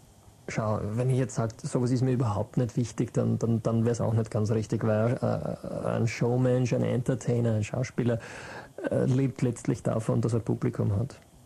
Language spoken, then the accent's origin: German; Mödling, Lower Austria, Austria; Ich bin in Brunn am Gebüsch nicht aufgewachsen, aber ich kenne es vom Durchfahren. Ich bin in Mödling, also am Rand von Mödling